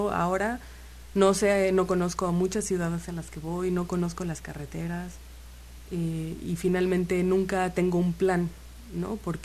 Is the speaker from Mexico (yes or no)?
yes; Xalapa, Veracruz, Mexico; now in Cancún, Mexico; Yo soy de aquí de Jalapa y me fui a Cancún.